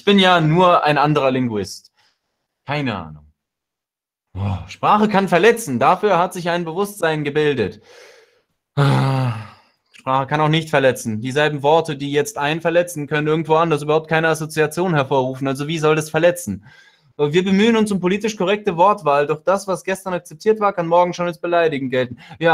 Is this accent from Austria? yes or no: no; Russia; Ich komme ja aus Russland so